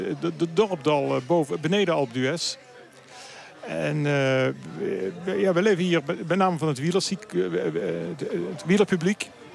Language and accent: Dutch; Netherlands; moved away; Ik ben hier zelf heel vaak gaan fietsen voordat ik als Nederlandse toerist, toen ik nog in Nederland woonde.